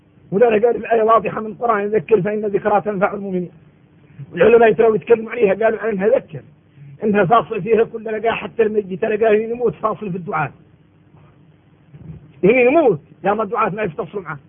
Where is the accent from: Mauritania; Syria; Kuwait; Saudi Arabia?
Mauritania; نحن من موريتانيا إلا خلقنا مسلمين